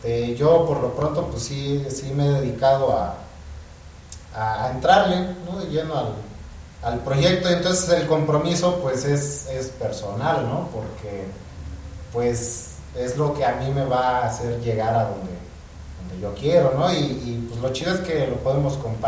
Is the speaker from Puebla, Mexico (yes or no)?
no; Juchitán, Oaxaca, Mexico; yo soy de Juchitán, Oaxaca, ¿no? Yo crecí un poco con el zapoteco, pero pues el mundo es mucho más amplio, ¿no? Entonces, en mi caso, tuve la oportunidad de convivir con gente de muchas partes del mundo desde muy chico.